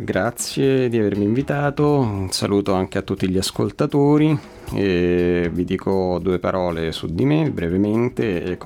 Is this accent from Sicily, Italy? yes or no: no; Rome, Lazio, Italy; sono di Roma, ho 30 anni e sono laureato in musicologia e beni musicali